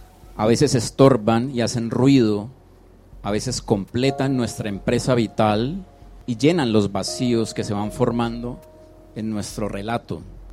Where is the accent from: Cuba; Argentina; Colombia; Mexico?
Colombia; Con nuestra historia, como colombianos, como artistas, como educadores y como vagabundos.